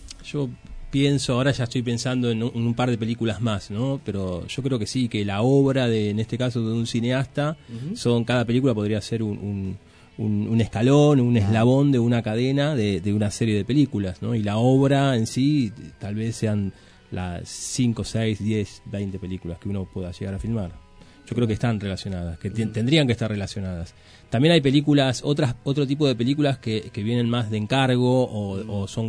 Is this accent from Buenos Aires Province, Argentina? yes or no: yes; Moreno, Buenos Aires Province, Argentina; Yo creo que tiene que ver con mi origen del Gran Buenos Aires. Yo soy de Moreno, hace 20 años que vivo en el centro, pero digo, mi origen cultural está acá.